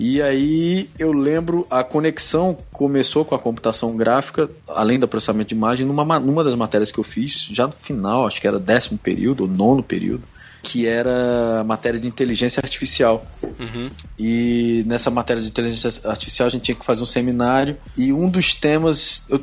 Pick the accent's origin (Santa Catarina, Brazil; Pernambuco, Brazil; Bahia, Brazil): Pernambuco, Brazil; Petrolina; also born or lived in Recife / Rio de Janeiro; É, sou de Petrolina